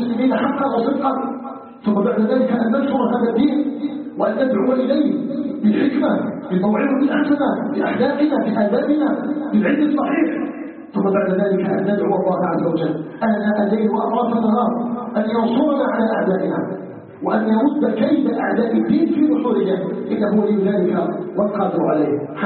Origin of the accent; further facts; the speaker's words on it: Algeria; نسأله تبارك وتعالى أن يجعل بلدنا الجزائر بلدا آمنا مطمئنا وسائر بلاد المسلمين